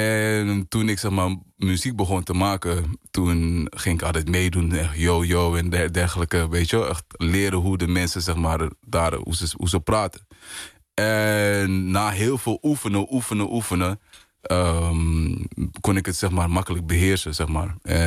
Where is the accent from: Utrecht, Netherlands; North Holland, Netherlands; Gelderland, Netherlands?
North Holland, Netherlands; Amsterdam; Ik kom uit Amsterdam, Zuidoost. En Ja, ik ben eigenlijk een storytelling artist. Geboren en getogen in Amsterdam.